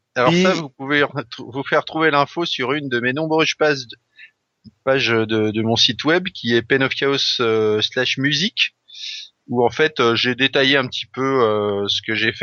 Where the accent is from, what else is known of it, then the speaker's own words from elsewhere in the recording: Brittany, France; d'autant plus que j'ai grandi en Bretagne une partie de ma jeunesse.